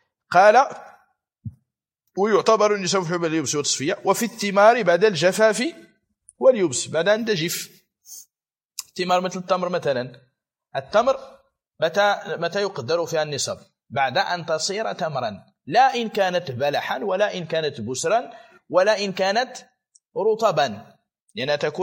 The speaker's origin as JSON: {"language": "Arabic", "country": "Morocco", "said": "يعني أكثر العنب عندنا في المغرب الآن غالبه يباع فاكهة."}